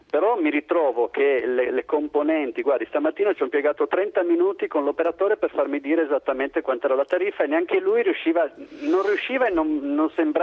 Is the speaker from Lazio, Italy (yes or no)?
no; Turin, Piedmont, Italy; io sono di Torino